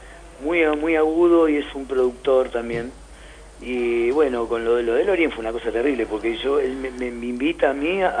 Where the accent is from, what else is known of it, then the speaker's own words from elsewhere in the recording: San Justo, Buenos Aires Province, Argentina; lo fui presentando en mi ciudad natal, que es acá en San Justo.